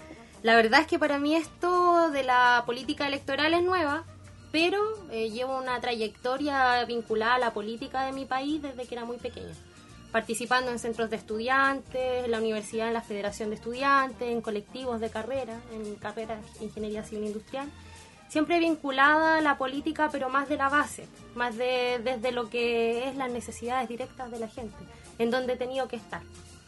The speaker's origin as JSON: {"language": "Spanish", "town": "Concepción", "region": "Biobío", "country": "Chile", "said": "yo soy penquista, actualmente vivo en Collao, soy de Barrio Norte oriunda, sí."}